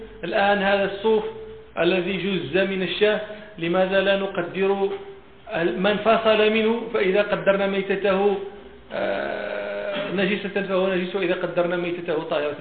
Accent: Morocco; فين هاتش عندنا في المغرب شي بلاصه

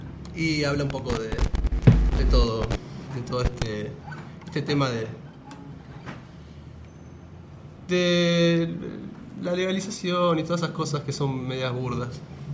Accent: Villa Soldati, Buenos Aires, Argentina; Yo soy de acá, de Soldati

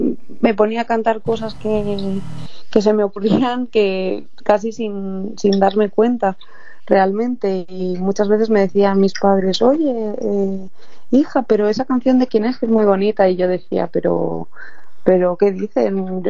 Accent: Madrid, Community of Madrid, Spain; De Madrid, soy de Madrid. Nací aquí en Madrid y he vivido siempre en Madrid.

